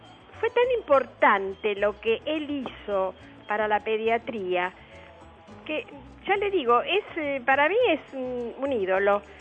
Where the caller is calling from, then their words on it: Buenos Aires, Argentina; de Parque Chacabuco.